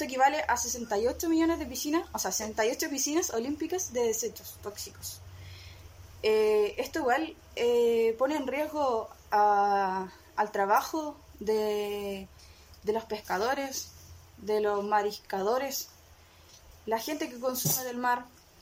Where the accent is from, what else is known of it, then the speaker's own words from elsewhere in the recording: Laraquete, Biobío, Chile; Araquete, nacida y criada por acá.